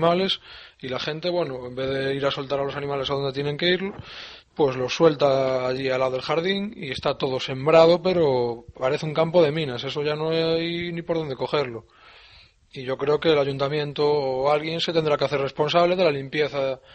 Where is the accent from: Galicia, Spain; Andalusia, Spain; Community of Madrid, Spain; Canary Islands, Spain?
Galicia, Spain; Yo soy de Galicia y cada vez que sacaba mi perro lo tenía que sacar con una bolsita